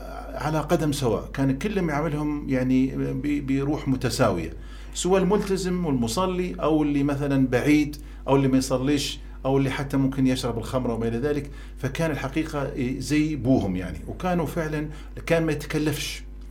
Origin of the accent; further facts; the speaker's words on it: Benghazi, Libya; فالبيئة اللي تربيت فيها في بنغازي